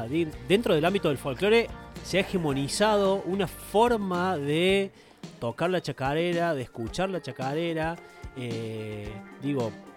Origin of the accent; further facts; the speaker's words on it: Córdoba, Argentina; hay muchos que venimos de barrios de Córdoba